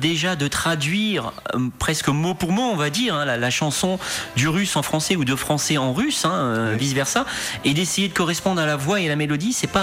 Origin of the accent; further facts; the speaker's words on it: Normandy, France; accent: Norman; Je garde ma traduction normande, moi, dans mon patois.